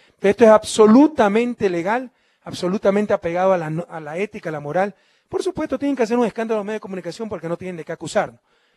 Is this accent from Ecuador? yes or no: yes; Guayaquil, Guayas, Ecuador; Gracias a Dios yo soy de Guayaquil.